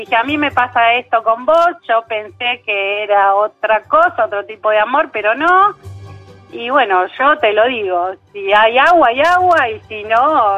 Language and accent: Spanish; La Plata, Buenos Aires Province, Argentina; De La Plata.